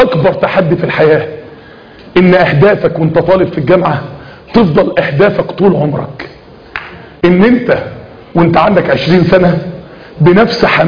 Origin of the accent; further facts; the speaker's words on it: Egypt; الاختام احنا عندنا في مصر هنا الاختام في ورقة كده بتستلمها وانت نازل من بطن الام ساعة الولادة